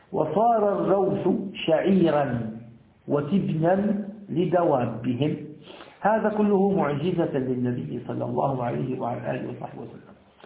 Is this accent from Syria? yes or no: yes; Syria; هذا البلوك عندنا في سوريا البلوك طري